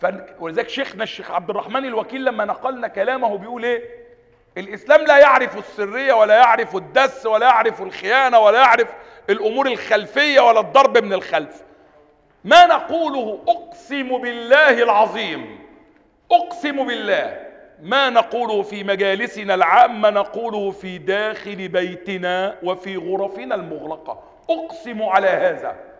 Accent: Upper Egypt, Egypt; واحنا عندنا في الصعيد، لو واحد قتل واحد واتسجن ولا حاجة

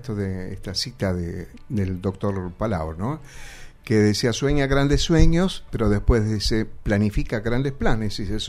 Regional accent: Lomas de Zamora, Buenos Aires Province, Argentina; born there; Yo nací en Lomas de Zamora.

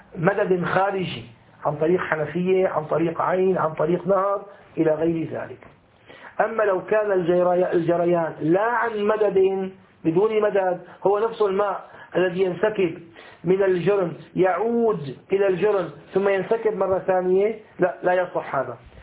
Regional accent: Damascus, Damascus Governorate, Syria; أبد النهر الفيجي عندنا في دمشق لما يكون في أيام الربيع يكون يجري بقوة

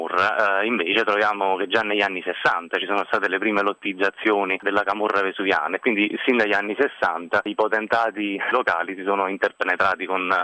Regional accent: Campania, Italy; È un paese dell'Irpinia che io nel libro ovviamente occulto

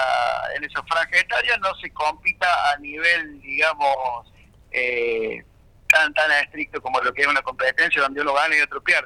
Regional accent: Villa Allende, Córdoba, Argentina; Nuestra intención, como somos de acá de Villa Allende

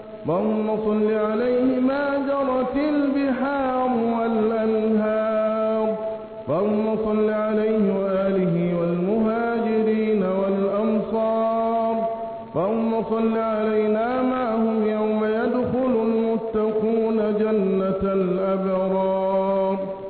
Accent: Egypt; اللهم احفظ بلدنا مصر بحفظك

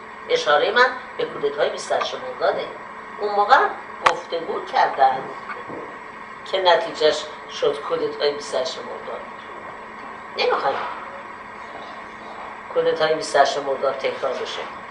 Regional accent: Iran; moved away as an adult; ایران وطن ماست، ریشه ما در ایرانه.

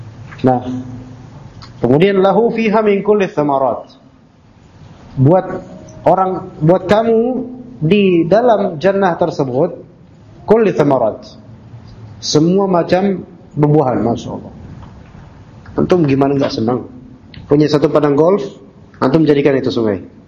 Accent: Jakarta, Indonesia; Ana sejak kecil di Jakarta kan, lahir di sini.

